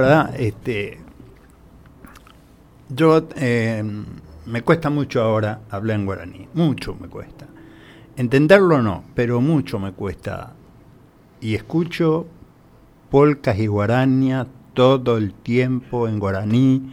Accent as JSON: {"language": "Spanish", "region": "Misiones", "country": "Argentina", "said": "me dijeron, ¿vos sos paraguayo? No, decía, soy misionero."}